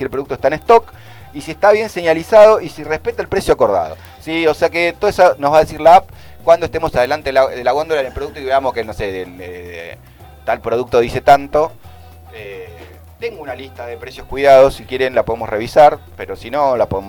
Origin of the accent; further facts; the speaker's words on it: Argentina; somos los argentinos